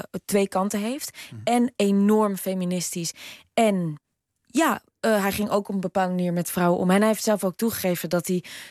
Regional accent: Netherlands; wat wij heel moeilijk vinden, zeker als Nederlanders en zeker in interviews

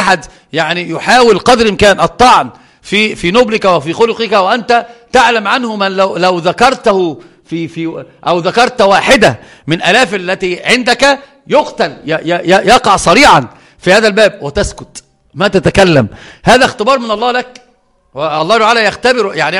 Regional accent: Upper Egypt, Egypt; يعني انا صعيدي اتكلم عن نفسي

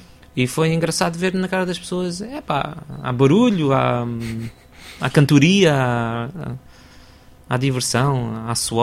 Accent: Lisbon, Portugal; eu sou de Lisboa, nasci cá, nasci em Alvalade, cresci na Alameda, vivi na Alameda até aos 29 anos.

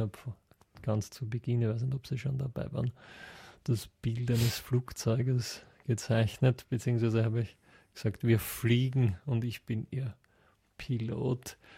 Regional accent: Austria; Nämlich schon bei uns in Österreich hervorragend, wenn man die Stadthalle ausverkauft, ja?

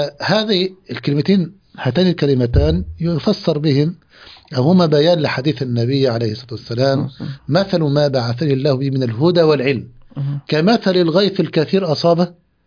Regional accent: Egypt; مقاطع موجودة عندنا في مصر

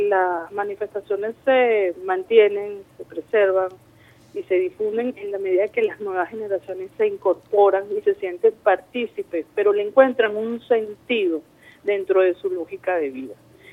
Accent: Venezuela; eso forma parte de nuestra identidad como venezolanos.

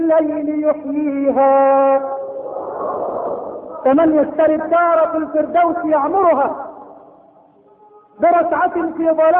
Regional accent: Egypt

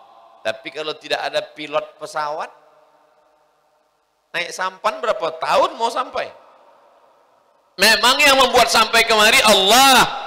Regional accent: Tembilahan, Riau, Indonesia; Rupanya Guru Mu'az satu kampung halaman dengan saya dari Riau. Indragiri, Hilir, Tembilahan.

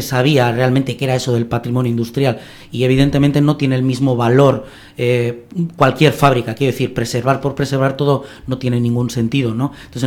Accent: Bilbao, Basque Country, Spain; en nuestro hecho como bilbaínos, vizcaínos, vascos, ¿no?

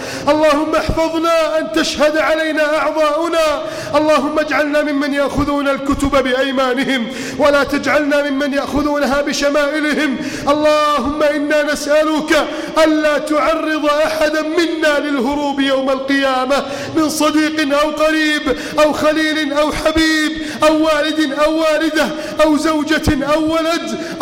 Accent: Egypt

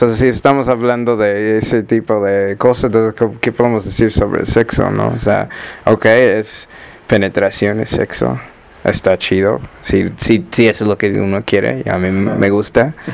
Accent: Australia; Spanish is a second language; also born or lived in Ethiopia; como me nací en Etiopía y me crecí en Australia, o sea, un poquito de tiempo en Etiopía y luego crecí en Australia, pero ya tengo varios años como viviendo en diferentes partes de América Latina.

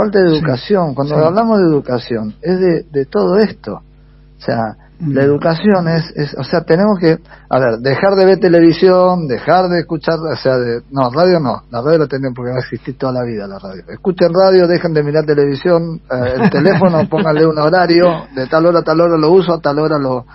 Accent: General Rodríguez, Buenos Aires Province, Argentina; acá en General Rodríguez, en mi tierra, en mi casa

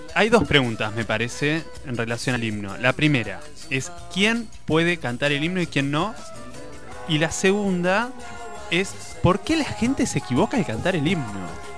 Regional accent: Azul, Buenos Aires Province, Argentina; Me acuerdo que yo soy de Azul, de un pueblo muy pequeño, perdido en la provincia

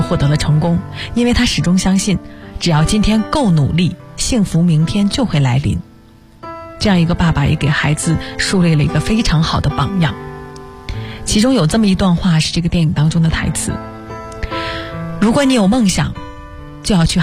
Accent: China

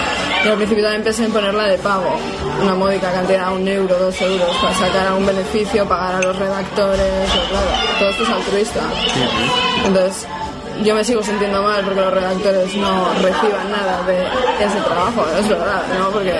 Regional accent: Bilbao, Basque Country, Spain; como soy de Bilbao, pues voy a hacer una revista de literatura

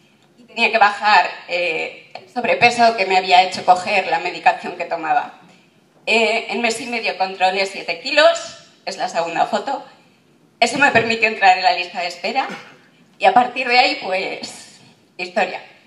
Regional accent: Santurtzi, Basque Country, Spain; vengo de Santurce.

